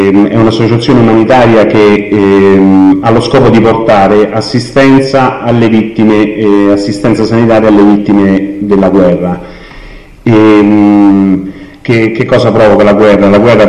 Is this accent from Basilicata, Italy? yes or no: no; Colleferro, Lazio, Italy; vengo da Colleferro e sono il referente della sede territoriale di Emergency di Colleferro.